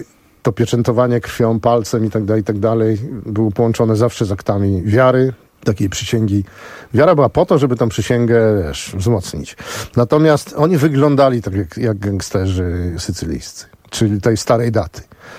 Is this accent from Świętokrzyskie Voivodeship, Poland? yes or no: yes; Starachowice, Świętokrzyskie Voivodeship, Poland; ja się urodziłem na przedmieściu w Starachowicach, ale to tam były, wiesz, stodoły, obory, normalnie jak wioska.